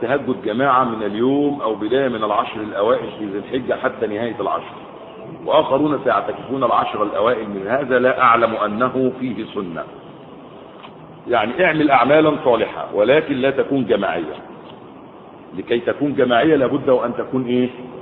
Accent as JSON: {"language": "Arabic", "country": "Sudan", "said": "عندنا في السودان"}